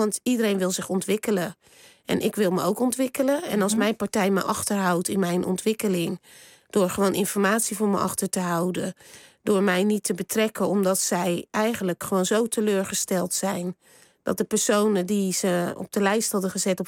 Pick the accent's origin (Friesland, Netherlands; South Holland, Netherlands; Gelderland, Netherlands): South Holland, Netherlands; Rotterdam; Ik kom uit Rotterdam.